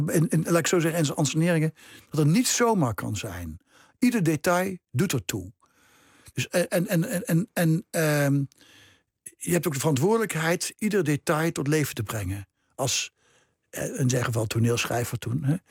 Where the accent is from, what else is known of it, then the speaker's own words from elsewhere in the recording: Nijmegen, Gelderland, Netherlands; moved away as an adult; Mijn geboorteplaats, die ik al heel lang geleden verlaten heb, toen ik 25 was.